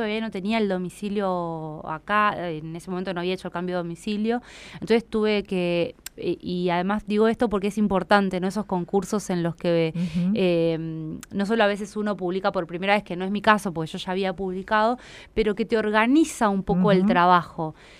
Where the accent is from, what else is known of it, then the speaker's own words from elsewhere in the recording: Buenos Aires, Argentina; algo que a mí me pasa como porteña, ¿no?